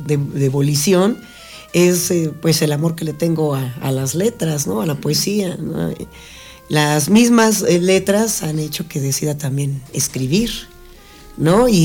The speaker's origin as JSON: {"language": "Spanish", "region": "Mexico City", "country": "Mexico", "tie": "born or raised there", "said": "Bueno, nací en la Ciudad de México, ¿no? Como ya saben todos, pues es una ciudad bastante ajetreada"}